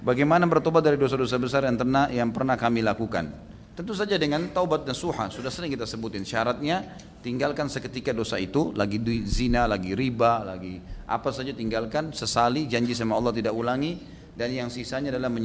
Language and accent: Indonesian; Gunung Kidul, Special Region of Yogyakarta, Indonesia; Di daerah saya di Gunung Kidul banyak sekali kasus bunuh diri dengan gantung diri.